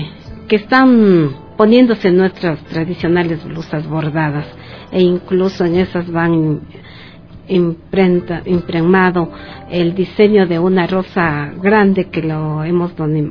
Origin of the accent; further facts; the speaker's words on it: Zuleta, Imbabura, Ecuador; born there; now in Quito, Ecuador; yo nací en Zuleta, me gusta este trabajo y lo hago con mucha alegría. Yo estoy aquí en Quito